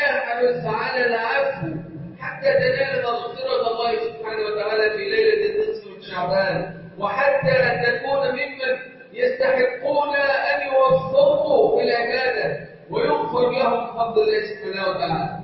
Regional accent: Egypt; اللهم اجعل بلدنا مصر امنا امانا سخاء رخاء

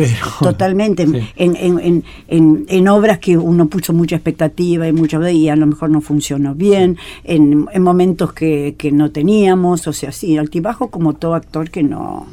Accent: Argentina; porque somos teatreros los argentinos.

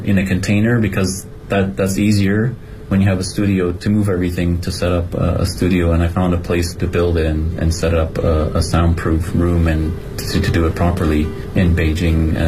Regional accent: Canada; moved away as an adult; now in China; and I'm from Canada, and I was hired to come work with a foreign artist here for a few years from Canada

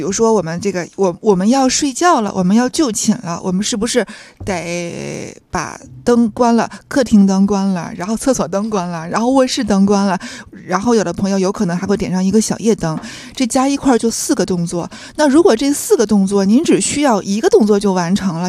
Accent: Tianjin, China; 因为我天津人嘛

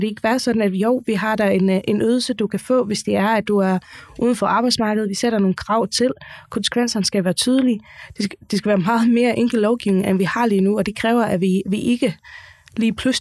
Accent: Faroe Islands; nu kommer jeg fra Færøen, der er ledigheden altid lavere

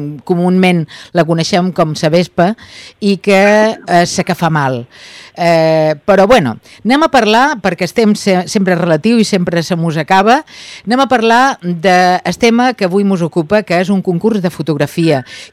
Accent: Ibiza, Balearic Islands, Spain; nosaltres, com a eivissencs que som, hi participarem també

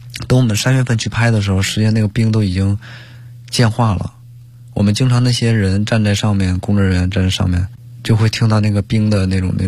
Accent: Liaoning, China; 我是辽宁人

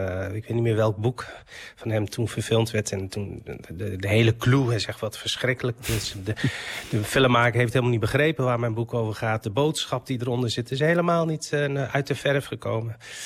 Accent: Morocco; want hij komt uit dezelfde streek, uit Marokko, als waar ik vandaan kom. We spreken allebei Berbers.

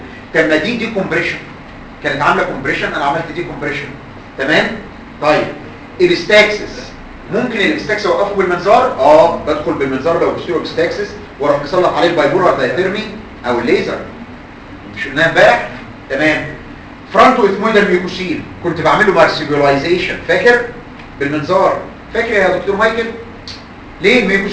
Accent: Egypt; ولنا الفخر كمصريين

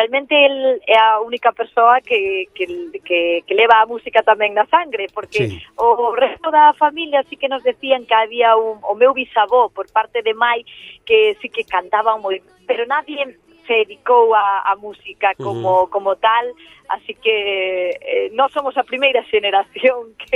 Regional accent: Galicia, Spain; eu como débolle tantos galegos de que me sinta profeta na miña terra

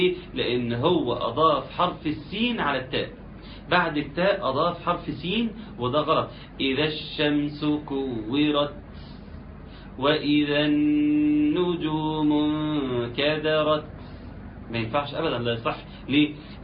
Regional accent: Egypt; يعني عندنا في مصر

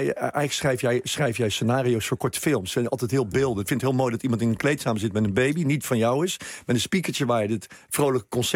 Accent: Rotterdam, South Holland, Netherlands; omdat ik uit Rotterdam kom

